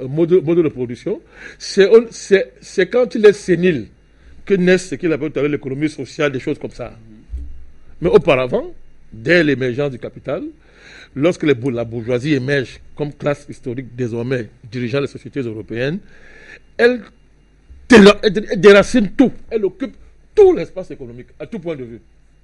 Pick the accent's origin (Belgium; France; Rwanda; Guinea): France; C'est moi, je suis français.